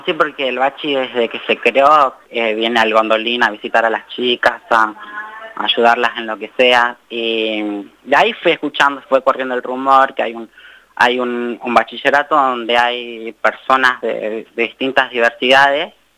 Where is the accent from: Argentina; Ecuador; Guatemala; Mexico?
Argentina; Salta; en lo que pasa en mi ciudad, porque yo soy de Salta